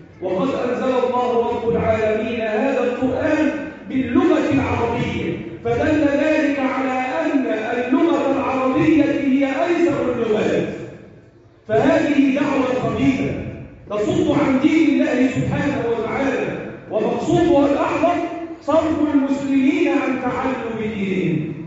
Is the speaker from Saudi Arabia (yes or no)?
no; Egypt; اللهم احفظ بلدنا مصر